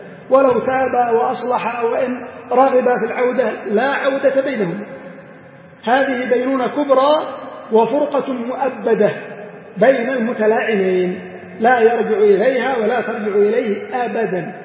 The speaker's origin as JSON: {"language": "Arabic", "country": "Yemen", "said": "المهم يختلف هذا من بلد إلى بلد. عندنا في اليمن في بعض الأماكن"}